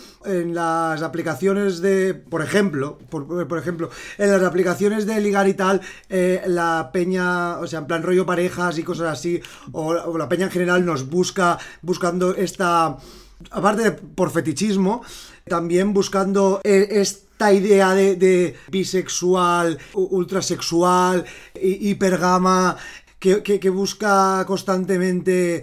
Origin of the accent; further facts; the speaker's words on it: Valencian Community, Spain; Aquí como somos valencianas no pasa nada, porque hacemos una distinción bien clara de la B y la V.